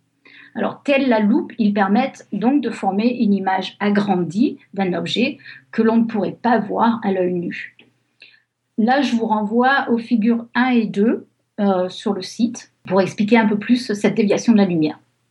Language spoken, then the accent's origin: French; France; moved away as an adult; now in California, United States; Je suis française, mais ça fait 20 ans que j'habite en Californie